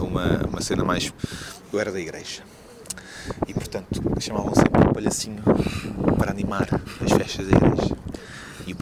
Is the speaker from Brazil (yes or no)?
no; Cacém, Lisbon, Portugal; Sou do Cacém, tenho 30 anos.